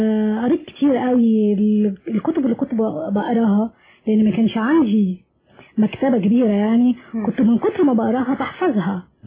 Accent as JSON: {"language": "Arabic", "country": "Egypt", "said": "يعني انا مصريه"}